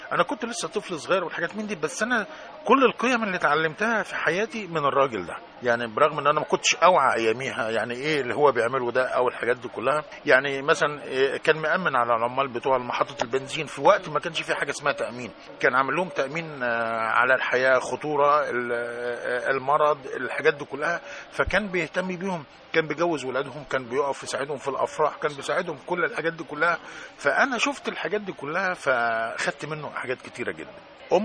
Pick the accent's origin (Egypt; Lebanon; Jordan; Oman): Egypt; أنا عشت طفولتي كلها في الريف المصري، الريف الجميل